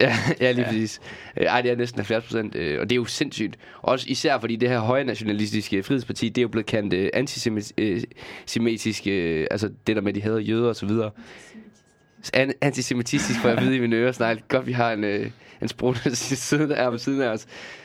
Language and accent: Danish; Region of Southern Denmark, Denmark; der, hvor jeg kommer fra i Sønderjylland, fordi der er der ikke så meget